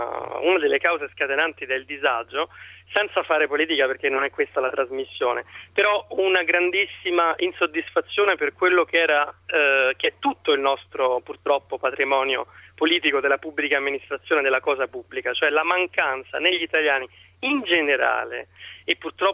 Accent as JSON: {"language": "Italian", "town": "Rome", "region": "Lazio", "country": "Italy", "lives_now": "Lugano, Switzerland"}